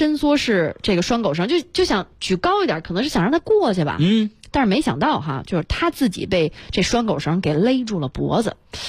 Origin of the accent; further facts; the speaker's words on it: South China, China; 虽然我真的是南方人。